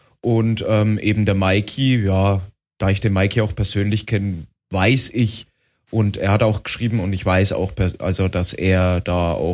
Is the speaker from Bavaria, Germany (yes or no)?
yes; Bavaria, Germany; Ja, ich als Franke war dann natürlich daneben